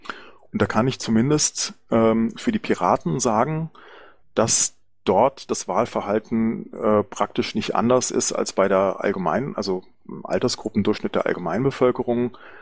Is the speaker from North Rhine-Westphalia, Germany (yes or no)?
no; Hesse, Germany; ich möchte natürlich auch sehr gerne mein Heimatland Hessen besuchen